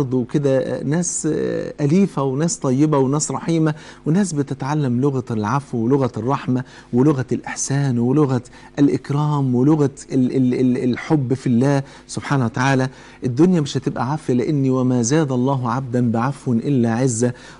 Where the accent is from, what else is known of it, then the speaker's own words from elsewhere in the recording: Egypt; كلنا كمصريين، كلنا شركاء وطن